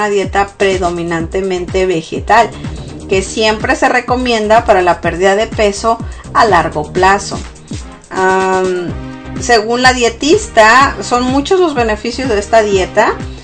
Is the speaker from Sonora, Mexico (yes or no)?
yes; Sonora, Mexico; yo soy del norte de México, el estado de Sonora, entonces consumimos mucha carne, los que son de Sonora sabrán.